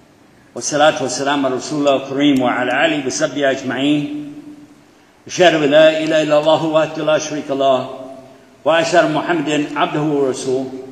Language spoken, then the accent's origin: English; Texas, United States; All right. I'm from Texas, you figured that out already, yeah?